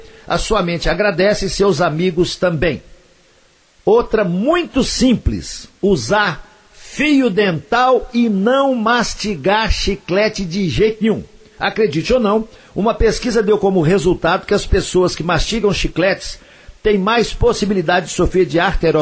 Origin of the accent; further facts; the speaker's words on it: Coromandel, Minas Gerais, Brazil; lá na minha terra, lá em Coromandel.